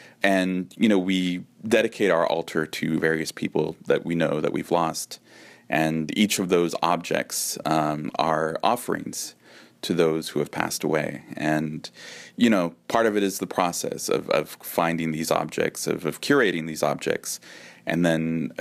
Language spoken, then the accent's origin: English; San Francisco, California, United States; growing up, it was always a very kind of personal thing, of a very kind of family cultural practice. Growing up in the Mission District, the Day of the Dead procession that takes place every year in the 80s, it was much more focused on families.